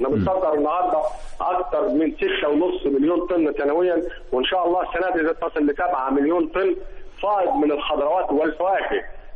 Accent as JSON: {"language": "Arabic", "region": "Upper Egypt", "country": "Egypt", "said": "عندنا في الصعيد زراعة القصب."}